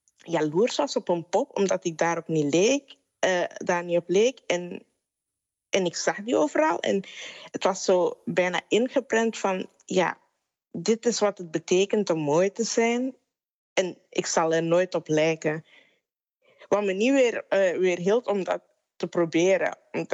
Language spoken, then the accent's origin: Dutch; Suriname; now in Netherlands; ik ben opgegroeid in Suriname en in mijn jeugd, ik woon al 13 jaar niet meer daar